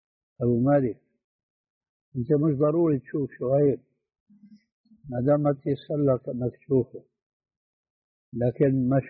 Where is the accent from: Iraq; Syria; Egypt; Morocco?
Syria; وهو يجعلها كما يقول العامة عندنا في سوريا